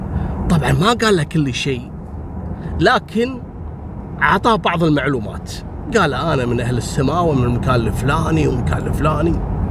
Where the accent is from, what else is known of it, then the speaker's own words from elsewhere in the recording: Kuwait; أيام الثمانينات في كثير عراقيين عندنا في الكويت